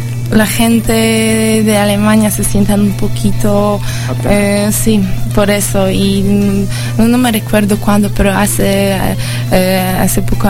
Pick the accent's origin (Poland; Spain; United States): Poland; Katowice, Silesian Voivodeship; Spanish is a second language; Del sur. Muy cerca de montañas, es una ciudad, se llama Katowice, y una hora de Cracovia, una otra ciudad muy importante en Polonia